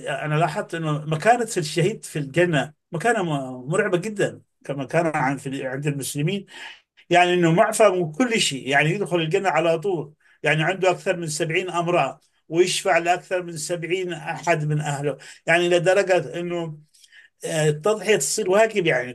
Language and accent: Arabic; Yemen; انا طبعا من اليمن واعرف ماذا تعني هذه المحاضره